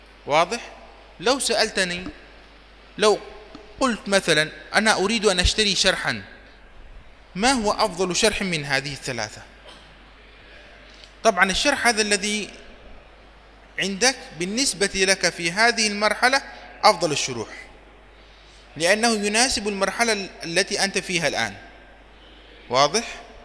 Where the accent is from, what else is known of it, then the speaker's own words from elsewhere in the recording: Yemen; وهو مقرر عندنا في اليمن للطلاب في بداية دراسة الفقه